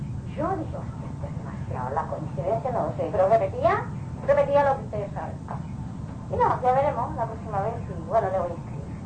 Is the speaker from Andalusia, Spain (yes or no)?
no; Balearic Islands, Spain; yo vengo de Mallorca, de una isla, de España, y ya me voy en dos días más